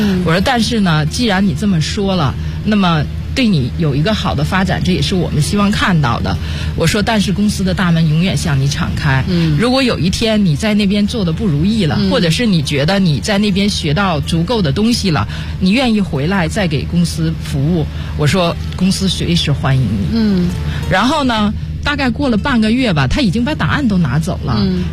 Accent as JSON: {"language": "Chinese", "country": "China", "said": "是因为我们中国人还是比较含蓄的，"}